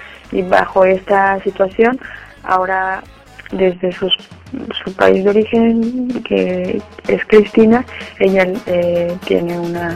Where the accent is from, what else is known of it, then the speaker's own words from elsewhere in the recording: Mexico; Muchas de las mujeres mexicanas que estamos denunciando desde México también somos testigas